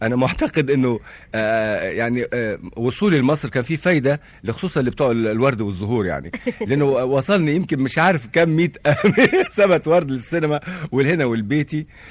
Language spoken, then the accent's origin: Arabic; Egypt; وإخوتي هنا في بلدي مصر